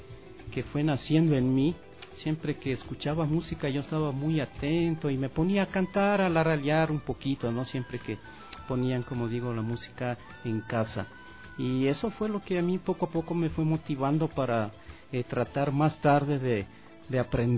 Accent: Ecuador; moved away; estar estos días acá en mi país, en el Ecuador, donde vengo cada año en el mes de octubre

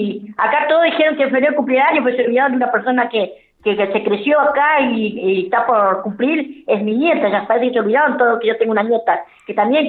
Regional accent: Argentina; Bariloche, nosotros como argentinos nos quejamos por todo, de invierno, verano, lo que sea.

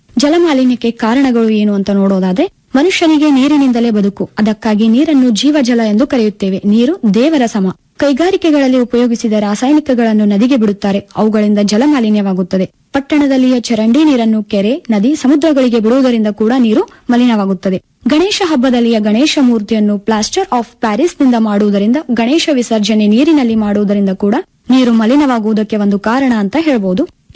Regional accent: Karnataka, India; ನಾನು ಮೂಲತಃ ಕಲಬುರಗಿ ಜಿಲ್ಲೆಯವಳು.

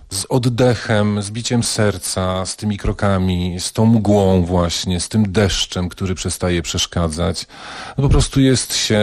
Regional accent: Cieplice, Lower Silesian Voivodeship, Poland; Ja jestem w pierwszym pokoleniu stąd i postanowiłem sobie udowodnić to, że jestem stąd

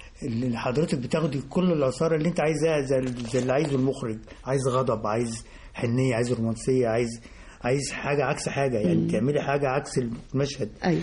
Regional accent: Faiyum, Faiyum Governorate, Egypt; كان عندنا في البلد، احنا انا من الفيوم

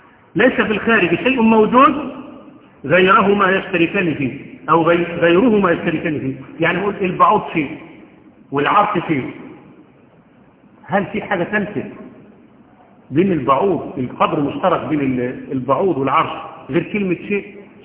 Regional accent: Egypt; حتى احنا عندنا كمصريين

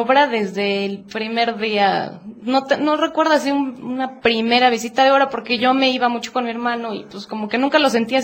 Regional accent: Puebla, Mexico; Yo soy poblana.

